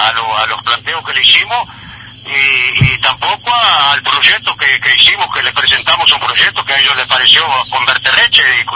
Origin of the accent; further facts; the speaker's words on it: Rivera, Uruguay; now in Bella Unión, Uruguay; soy oriundo de Rivera, pero hace años que trabajo acá en Bella Unión